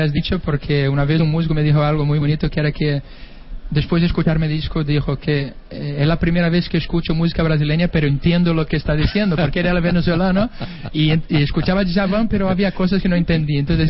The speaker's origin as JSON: {"language": "Spanish", "town": "Pontevedra", "region": "Galicia", "country": "Spain", "said": "cuando me preguntan de dónde vienes, yo digo de Pontevedra"}